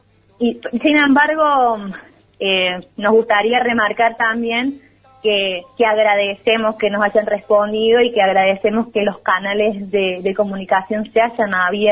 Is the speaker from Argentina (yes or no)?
yes; Córdoba, Argentina; este grupo de personas que somos del Departamento San Alberto